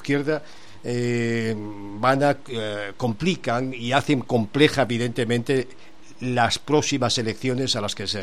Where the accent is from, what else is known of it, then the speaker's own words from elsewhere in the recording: Spain; somos muchos los españoles que dedicamos también lo mejor de nuestros afanes al Chile que vivió la dictadura